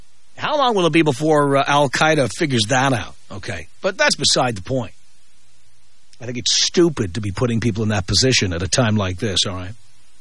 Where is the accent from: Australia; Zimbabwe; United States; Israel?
United States; California; And as a Californian, you really see this.